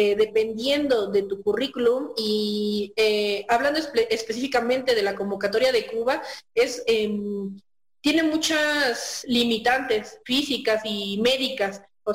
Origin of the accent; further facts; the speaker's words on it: State of Mexico, Mexico; now in Pachuca, Mexico; soy médico general, soy originaria del Estado de México, pero actualmente radico en la ciudad de Pachuca.